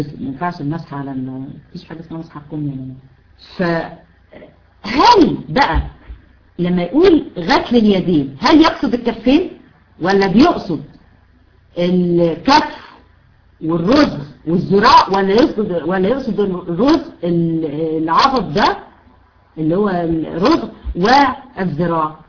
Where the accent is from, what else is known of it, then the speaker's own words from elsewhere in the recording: Egypt; الكوع احنا عندنا في مصر اسمه كوع.